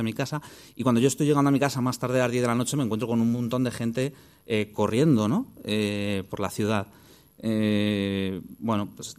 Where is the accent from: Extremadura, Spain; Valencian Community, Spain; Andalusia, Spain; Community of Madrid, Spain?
Community of Madrid, Spain; Madrid; un partido de voleibol es complicado en una ciudad grande como aquella de la que yo vengo, ¿no? Yo vengo de Madrid.